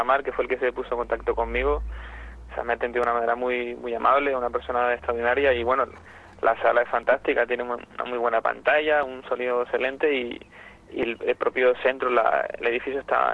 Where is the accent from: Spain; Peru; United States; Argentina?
Spain; Canary Islands; Pues la verdad que era una deuda pendiente que tenía con mi tierra.